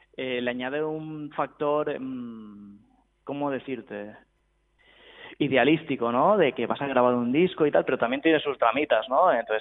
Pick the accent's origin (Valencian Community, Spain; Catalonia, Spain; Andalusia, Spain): Catalonia, Spain; Barcelona; Nosotros somos de Barcelona.